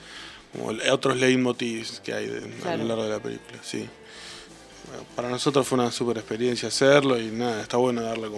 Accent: Patagonia, Argentina; Como que se relaciona la música con el norte, y siendo que venimos de la Patagonia, es medio raro.

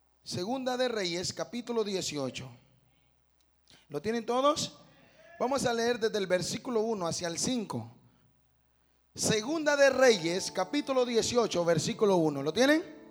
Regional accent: Honduras; Bueno, es que yo soy de Honduras, con razón no me lo entiende, ¿verdad?

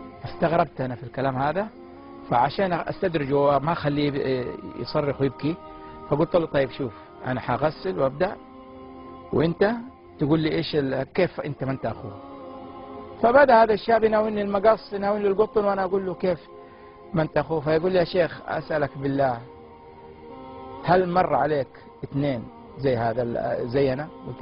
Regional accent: Saudi Arabia; المقابر في عندنا في السعودية كما تشاهد

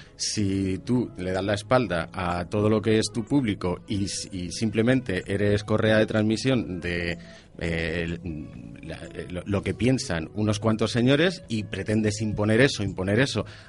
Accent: Community of Madrid, Spain; Y por otro lado, y en tercer lugar, somos madrileños.

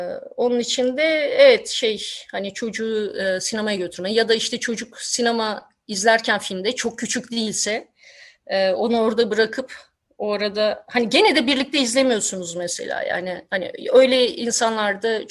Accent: Istanbul, Turkey; moved away; şimdi İstanbul'da ben gençliğimi geçirdim ama 90'ların başından itibaren ayrıldım.

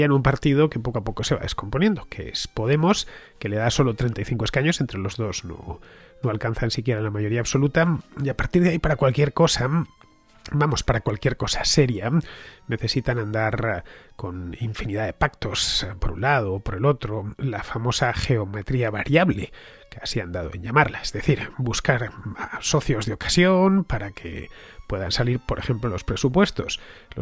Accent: Spain; me interesan tanto que vivo en España y soy español

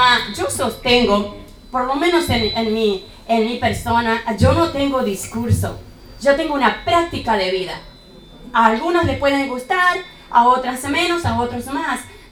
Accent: Chaco, Argentina; Yo, por ejemplo, soy chaqueña. Con mucho orgullo. Es una ciudad a la cual yo le llamo todavía pueblo, porque esas ciudades del interior todavía se vive, se piensa como pueblo

